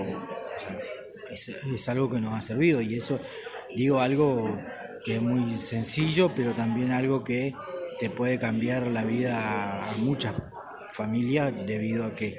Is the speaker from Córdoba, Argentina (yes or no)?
no; Nahuelpan, Chubut, Argentina; vengo de Nahuelpan, allá en cercanía de Esquela, unos 17 kilómetros más o menos está la comunidad.